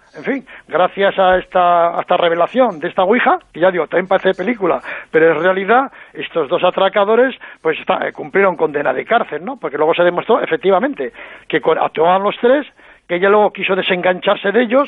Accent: Navarre, Spain; También cuento otro suceso que hubo en mi tierra, en Navarra

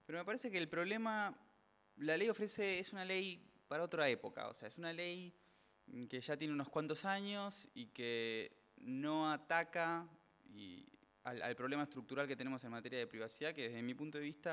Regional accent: Argentina; Otro asunto que también tenemos completamente interiorizado como argentinos es el Documento Nacional de Identidad

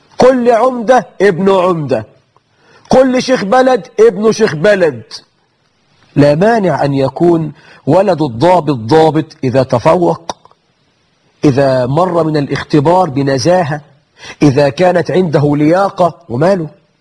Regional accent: Egypt; نحن عندنا في مصر مئات الآلاف من المبارك.

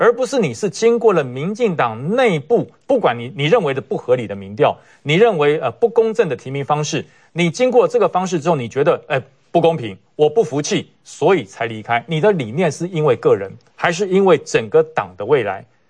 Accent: Taipei, Taiwan; born there; also born or lived in Taoyuan; 我在台北出生，在桃园只住了27年而已

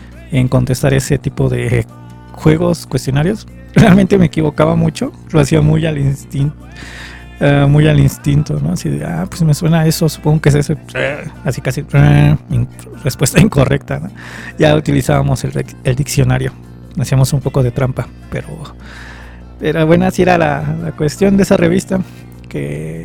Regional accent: Iztapalapa, Mexico City, Mexico; pues yo también soy de Iztapa Salsa

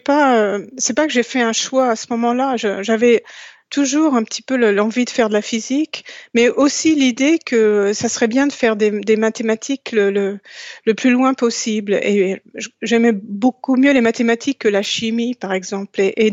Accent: France; parce que je suis française et la découverte a été faite en France

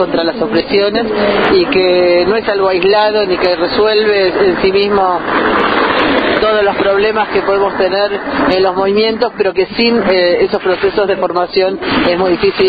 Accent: Buenos Aires, Argentina; yo soy de Buenos Aires, pero hemos trabajado y compartimos con compañeras de distintas provincias del país

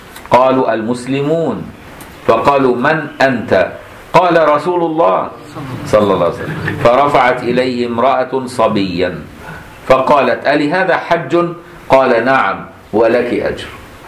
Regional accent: Egypt; مدفون عندنا في مصر الحمد لله

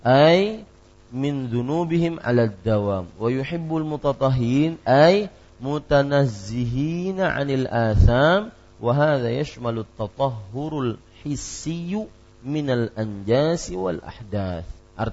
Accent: Banjarmasin, South Kalimantan, Indonesia; saya orang Banjarmasin yang tidak lama tinggal di Banjarmasin, akhirnya tidak tahu banyak tentang bahasa Banjar.

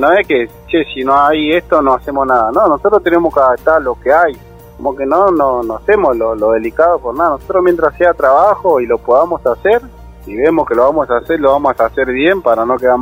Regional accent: Almirante Brown, Buenos Aires Province, Argentina; now in Córdoba, Argentina; yo no tenía nadie en Córdoba, yo soy acá de Buenos Aires, Almirante Brown.

